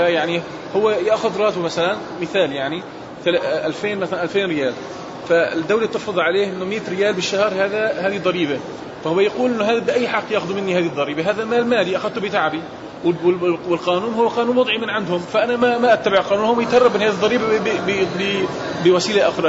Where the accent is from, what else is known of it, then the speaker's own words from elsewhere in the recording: Syria; moved away as an adult; now in France; أنا مقيم في فرنسا لكن خرجت من أجل اختصاص, أنا طبيب خرجت من أجل اختصاص وأقمت فرنسا, أنا من سوريا وأصبحت الآن الحرب شوية فلم أستطع العودة إلى بلدي, فالآن أنا مقيم في هذه البلد.